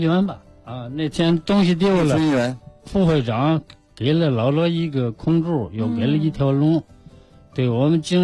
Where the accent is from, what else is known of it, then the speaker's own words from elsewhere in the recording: Beijing, China; 我们是北京的